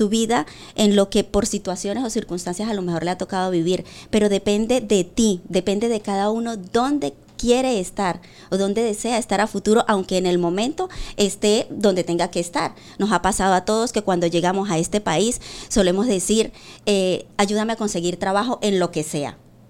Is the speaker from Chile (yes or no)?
no; Venezuela; now in Spain; tanto estando aquí en España como cuando estaba en mi país, Venezuela.